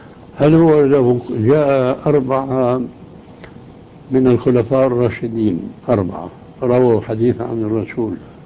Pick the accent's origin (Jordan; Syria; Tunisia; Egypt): Syria; ولذلك أنا كما يقال عندنا في سوريا